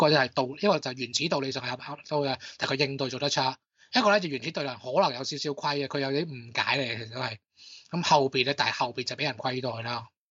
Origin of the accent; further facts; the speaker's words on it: Hong Kong; 可能因为我哋几乎都得一种语言，就系、是、有懒音嘅粤语，即系呢个香港所谓嘅香港所谓嘅香港话啦